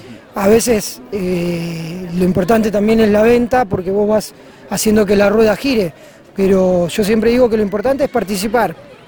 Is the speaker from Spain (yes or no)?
no; Cañuelas, Buenos Aires Province, Argentina; somos de Cañuelas … matrimonio, con una familia compuesta por 7 hijos